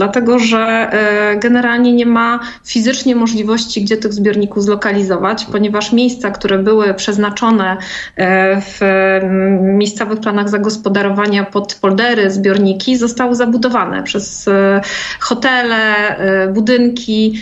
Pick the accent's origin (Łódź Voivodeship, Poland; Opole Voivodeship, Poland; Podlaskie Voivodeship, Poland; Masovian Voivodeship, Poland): Opole Voivodeship, Poland; Nysa; ja w ogóle pochodzę z Nysy